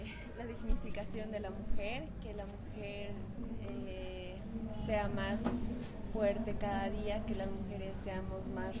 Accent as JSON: {"language": "Spanish", "region": "Oruro", "country": "Bolivia", "said": "Soy orureña, colombiana orureña. He nacido en una comunidad de Oruro. Soy aymara, me considero aymara. Tengo 20 años"}